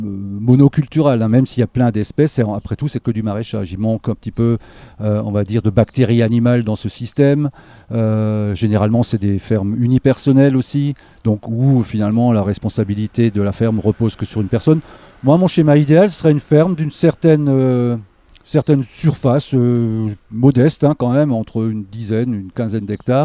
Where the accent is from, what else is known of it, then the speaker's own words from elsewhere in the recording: Grand Est, France; une formation agricole à la base, que j'ai fait en Alsace, hein, je suis alsacien d'origine, voilà, et puis fier de l'être